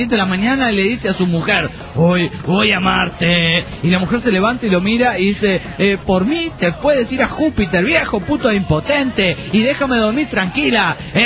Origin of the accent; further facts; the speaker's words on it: Paraguay; soy del Paraguay. Este es el amigo del Paraguay.